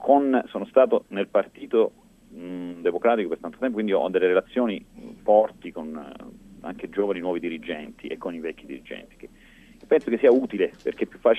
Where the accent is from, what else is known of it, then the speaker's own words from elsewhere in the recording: New York, United States; ma quello è un po' un vantaggio visto che sono di New York